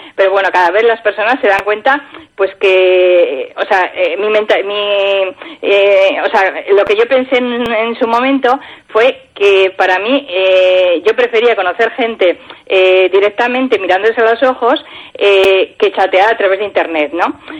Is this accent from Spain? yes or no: yes; Pamplona, Navarre, Spain; bueno, yo soy de Pamplona, ¿vale? Por nuestra mentalidad pues igual nos choca un poco el acudir a este tipo de encuentros.